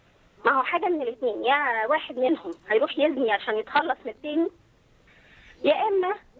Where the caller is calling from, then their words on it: Egypt; انا من مصر وكنت عايزه اعمل مداخله في نقطتين